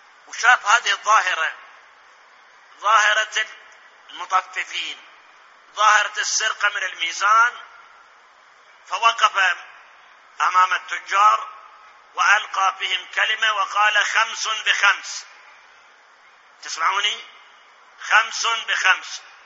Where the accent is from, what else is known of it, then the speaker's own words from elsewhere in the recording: Iraq; الآن أسألكم المحاكم عندنا بالعراق سواء محاكم مدنية أو محاكم عسكرية أو محاكم جنائية